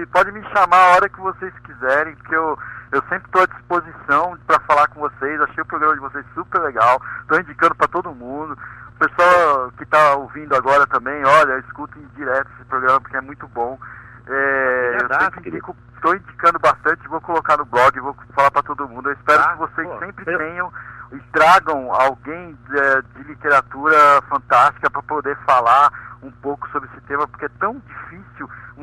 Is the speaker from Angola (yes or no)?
no; São Paulo, Brazil; now in Curitiba, Brazil; Eu sou de São Paulo, tô morando